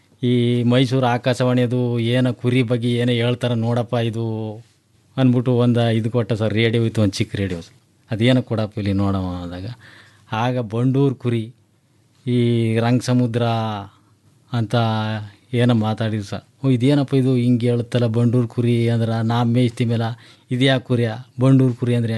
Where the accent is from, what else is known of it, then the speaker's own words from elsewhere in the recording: Danayakanapura, Karnataka, India; Sir, ನಮ್ಮದು ಡಣಾಯಕನಪುರ sir.